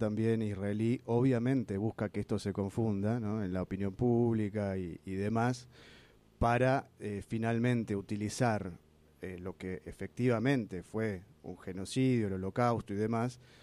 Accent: Argentina; y nosotros también como argentinos ahora estamos diciendo no en nuestro nombre

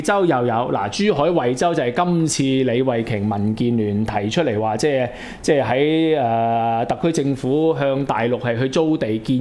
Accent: Hong Kong; 辛辛苦苦用了我們香港人這麼多錢起的這個港珠澳大橋

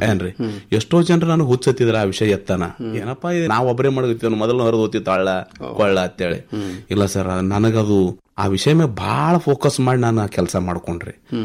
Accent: Mashala, Karnataka, India; ನಾನು ಹುಟ್ಟೂರು ಮಾಶಾಳ, ತಾಲೂಕಾ ಅಫಜಲ್ಪುರ, ಇದೇ ಕಲಬುರಗಿ ಜಿಲ್ಲೆ.

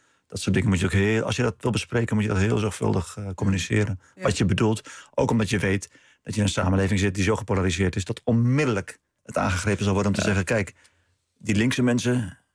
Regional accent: Netherlands; Om echt onder ogen te zien dat wij als Nederlanders met dit land niet aan de goede kant van de geschiedenis stonden.

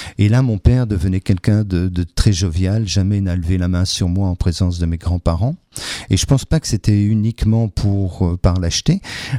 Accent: Brussels, Brussels-Capital Region, Belgium; j'ai grandi à Bruxelles avec mes parents, on venait passer les vacances à Metz, au Sablon, chez mes grands-parents.

